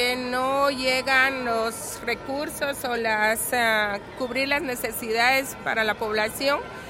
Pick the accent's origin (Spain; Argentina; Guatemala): Guatemala; somos parte también de Guatemala porque no somos fuera de, sino que somos parte del sistema también